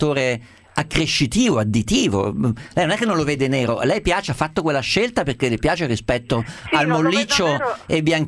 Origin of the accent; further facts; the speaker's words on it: Umbria, Italy; Ma anche io riconosco uno umbro che è della mia terra rispetto a un sardo, un siciliano, non so dirle perché, lo vedo camminare, capisco esattamente che è nato dove sono nato io.